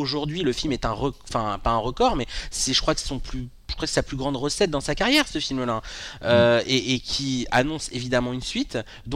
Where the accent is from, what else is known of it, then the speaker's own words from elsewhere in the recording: France; Incassable, je suis français